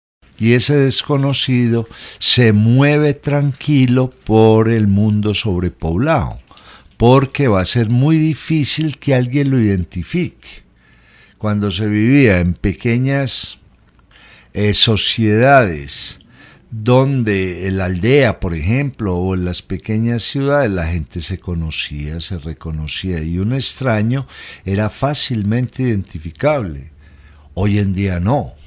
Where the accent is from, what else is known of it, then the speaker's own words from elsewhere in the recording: Colombia; hay un problema con las producciones de cine y televisión colombianas, que le estamos mostrando al mundo lo peligrosos que somos